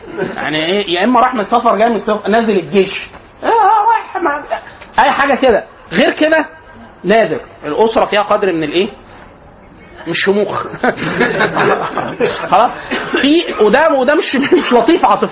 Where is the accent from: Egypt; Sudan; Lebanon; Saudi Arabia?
Egypt; يبقى كده ايه النطاق المصري ان احنا في الغالب كمصريين